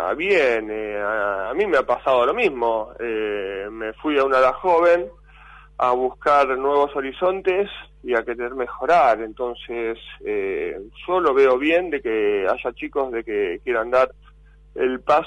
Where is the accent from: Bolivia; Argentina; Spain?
Argentina; me siento orgulloso de todo lo que se pudo conseguir como jugador de básquet y como argentino.